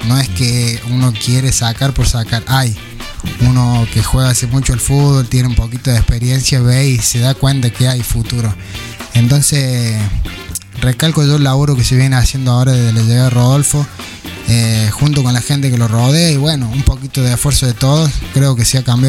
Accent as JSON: {"language": "Spanish", "town": "San Marcos", "region": "Córdoba", "country": "Argentina", "tie": "born or raised there", "said": "hasta que me volví a Córdoba, fueron todos tres días. Decidí moverme vuelta acá a San Marcos."}